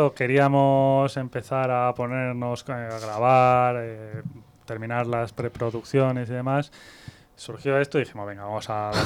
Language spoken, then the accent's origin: Spanish; Madrid, Community of Madrid, Spain; Eso es un poco lo que yo creo que nos fastidia más a las bandas que somos de Madrid.